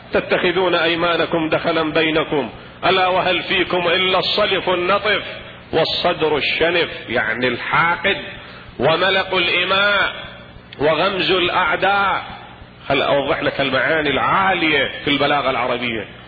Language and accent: Arabic; Iraq; البطيخ نسمي عندنا بالعراق مثلا الرقي